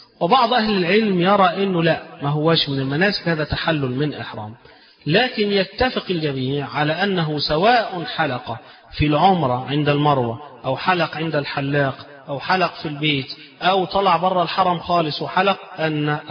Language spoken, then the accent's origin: Arabic; Egypt; طبعا احنا كمصريين بنحب الفسيخ وناكل الفسيخ